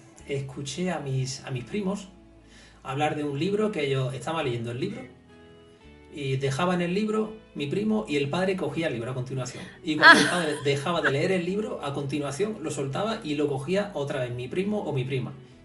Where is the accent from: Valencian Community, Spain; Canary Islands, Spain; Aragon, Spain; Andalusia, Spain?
Andalusia, Spain; Córdoba; en mi Córdoba natal, yo soy cordobés.